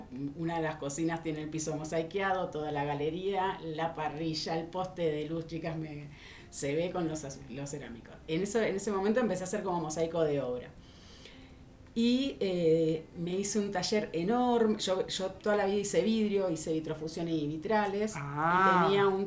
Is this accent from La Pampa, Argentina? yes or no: no; Buenos Aires, Argentina; now in Mar de las Pampas, Argentina; En realidad yo soy de Buenos Aires, soy de Capital. En un momento de mi vida me mudé a la playa, a Mar de las Pampas. Me hice una casita ahí